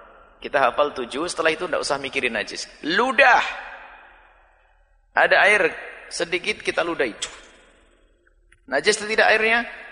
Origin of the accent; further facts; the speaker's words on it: Java, Indonesia; Saya orang Jawa, suka teri.